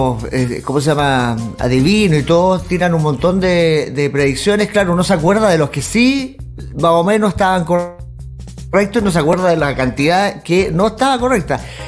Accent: Chile; lo porfiado que somos los chilenos

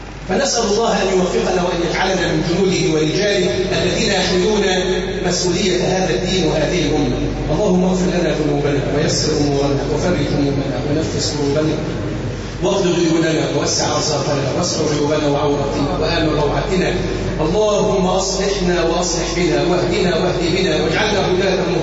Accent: Egypt; اللهم اجعل بلدنا مصر وسائر بلاد المسلمين أمانًا سخاءً رخاءً مطمئنةً

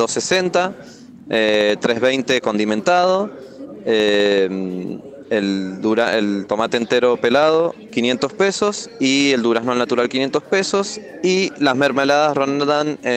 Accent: Junín, Argentina; vengo desde Junín

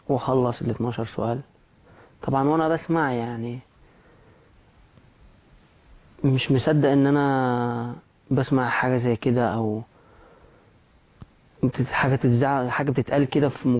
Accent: Egypt; ولو ما جاوبتش عليهم هتطلع لما بيقولوا عندنا في مصر على نقالة يعني.

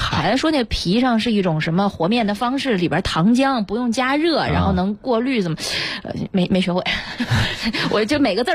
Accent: Inner Mongolia, China; 我身为一个内蒙古人，我是真的没吃过这个馅儿的

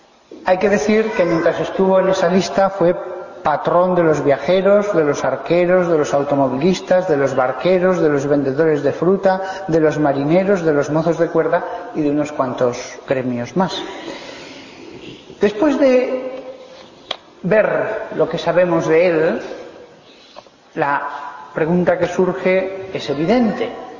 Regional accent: Aragon, Spain; patrono de Aragón, de donde yo soy

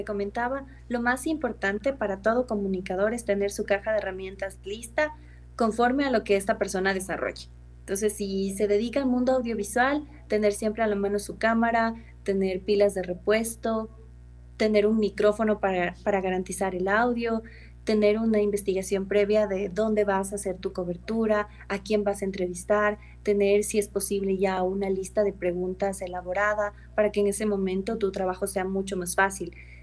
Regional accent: Ambato, Tungurahua, Ecuador; also born or lived in Quito; Yo soy quiteña, nací aquí en Quito y ahora estoy trabajando aquí. Pero realmente todos mis estudios, escuela, colegio y universidad, los hice en Ambato.

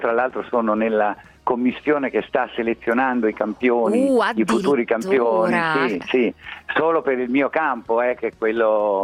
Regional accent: Lucca, Tuscany, Italy; perché anch'io sono di Lucca, sono di un'altra contea

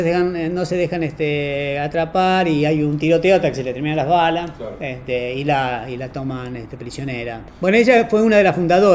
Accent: Tucumán, Argentina; yo soy de Tucumán, ¿no?

